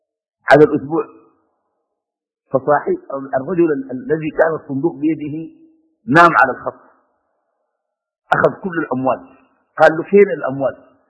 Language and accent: Arabic; Sudan; وعندنا في السودان أسوأ من هذه الممارسة